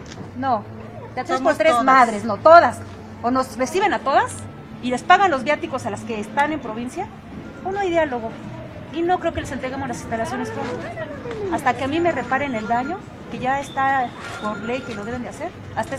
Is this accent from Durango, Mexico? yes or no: no; Mexico City, Mexico; born there; Soy nacida en la Ciudad de México.